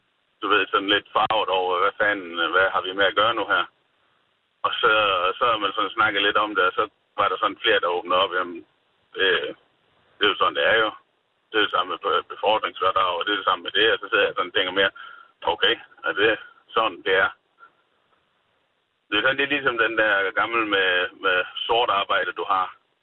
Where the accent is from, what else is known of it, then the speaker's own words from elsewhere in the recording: Jutland, Denmark; Jeg kommer fra Jylland af